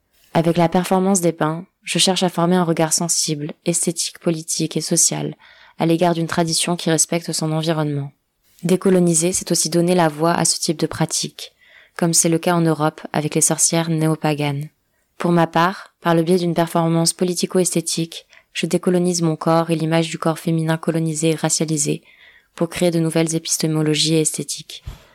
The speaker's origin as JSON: {"language": "French", "region": "Ceará", "country": "Brazil", "tie": "born or raised there", "second_language": "French", "said": "de la région de Ceará, la province où je suis née et où j'ai grandi au Brésil."}